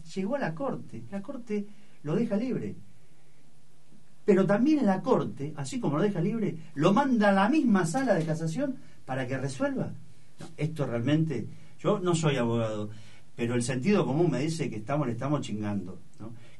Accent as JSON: {"language": "Spanish", "town": "La Matanza", "region": "Buenos Aires Province", "country": "Argentina", "said": "Vengo de La Matanza, estamos podridos de ver cómo resuelven la estadística."}